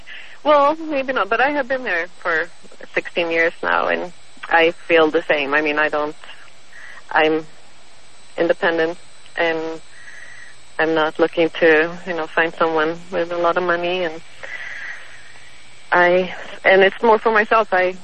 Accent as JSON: {"language": "English", "country": "Sweden", "said": "I'm from Sweden, and Sweden is either number one or number two on the most independent women in the world"}